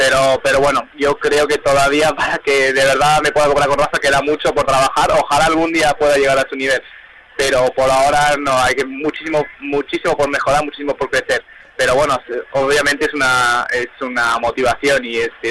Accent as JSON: {"language": "Spanish", "town": "Madrid", "region": "Community of Madrid", "country": "Spain", "said": "y además es en casa, y yo soy de Madrid"}